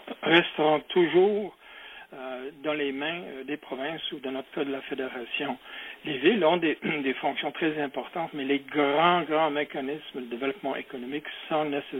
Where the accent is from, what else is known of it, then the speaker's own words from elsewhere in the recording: Quebec, Canada; chez nous au Québec.